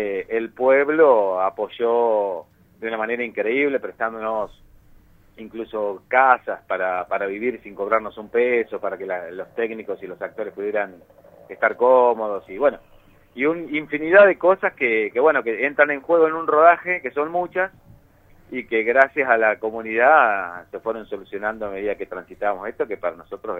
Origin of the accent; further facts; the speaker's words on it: Buenos Aires Province, Argentina; Yo soy nativo de acá.